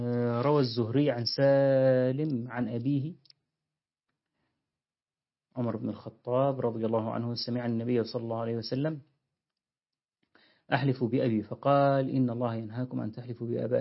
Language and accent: Arabic; Deir ez-Zor, Deir ez-Zor Governorate, Syria; عندنا في دير الزور